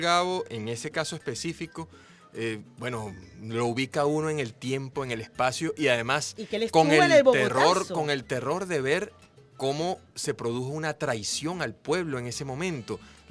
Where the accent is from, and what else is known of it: Venezuela